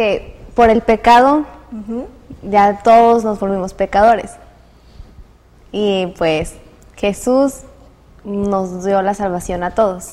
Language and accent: Spanish; Tabasco, Mexico; también soy de Tabasco y estoy en cuarto de Comunicación.